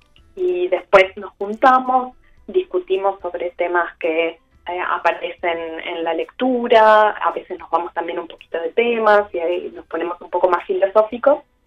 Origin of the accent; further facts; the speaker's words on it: Montevideo, Uruguay; moved away; Yo me vine de Montevideo y, bueno, soy licenciada en letras y profesora.